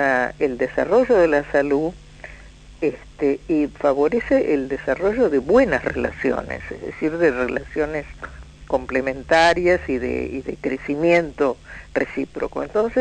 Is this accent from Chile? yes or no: no; Argentina; Cuando decimos los argentinos no somos los porteños, solamente